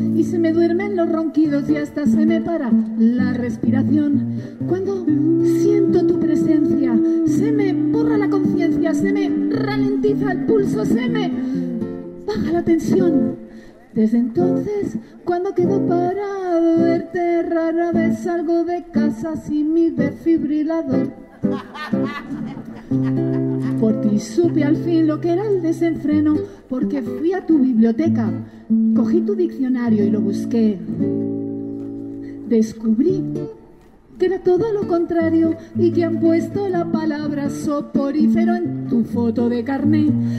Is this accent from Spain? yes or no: yes; Region of Murcia, Spain; Y además soy de Murcia.